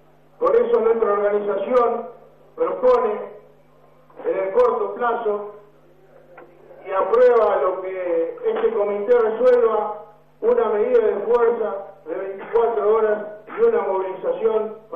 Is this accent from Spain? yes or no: no; Santa Fe, Argentina; vengo de una provincia de Santa Fe, en donde se pierden 2.000 puestos de trabajo privados por mes desde el 1 de enero de este año